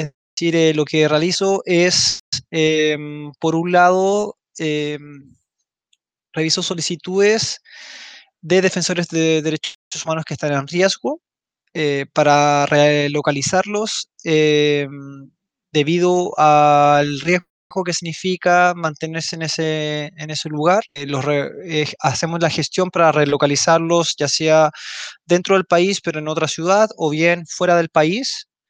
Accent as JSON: {"language": "Spanish", "country": "Chile", "lives_now": "Brussels, Belgium", "said": "soy chileno, vivo actualmente en Bruselas, Bélgica"}